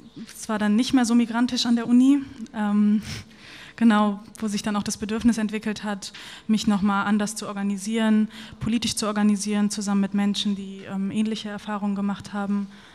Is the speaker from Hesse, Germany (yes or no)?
yes; Frankfurt am Main, Hesse, Germany; also born or lived in Delmenhorst; now in Berlin, Germany; aufgewachsen bin ich in Frankfurt am Main. Genau, geboren bin ich aber im Delmenhorst, das werden die wenigsten kennen, so ein ganz kleiner Ort in Niedersachsen. da sind wir aber ganz schnell weggezogen